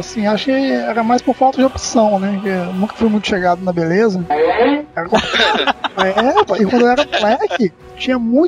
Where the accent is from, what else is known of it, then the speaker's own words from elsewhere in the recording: Espírito Santo, Brazil; Como bom capixaba